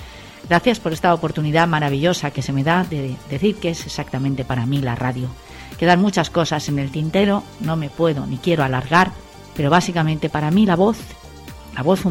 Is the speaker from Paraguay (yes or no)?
no; Valencia, Valencian Community, Spain; una emisora local aquí en Valencia, de donde soy, donde he nacido y donde he desarrollado gran parte de mi carrera profesional